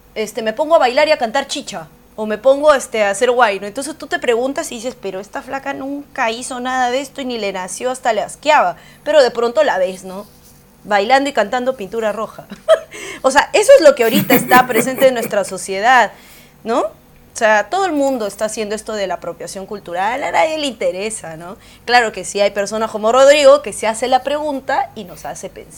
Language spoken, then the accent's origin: Spanish; Huancayo, Junín, Peru; also born or lived in Callao; que yo he nacido en el Callao, pero me he criado desde mi primer año en Huancayo. Yo he adoptado toda su cultura, me siento orgullosa, donde voy siempre digo que soy de Huancayo.